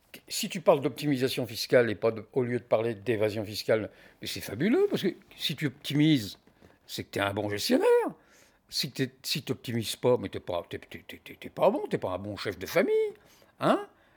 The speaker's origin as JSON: {"language": "French", "country": "France", "lives_now": "Belgium", "said": "Moi, je constate en tant que Français que les Belges, ils adorent la comptabilité."}